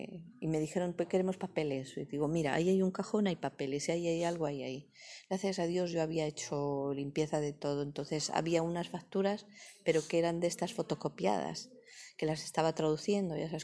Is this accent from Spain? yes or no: yes; Spain; Muchas veces los españoles solemos despreciar mucho nuestros mismas.